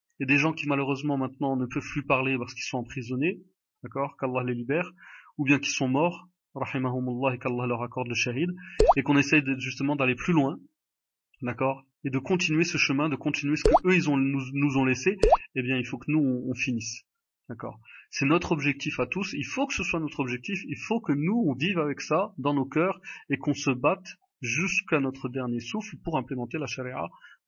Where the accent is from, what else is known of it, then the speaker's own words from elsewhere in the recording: France; born there; nous les Marocains, quand on va au consulat du Maroc, si vous êtes donc comme moi je suis né en France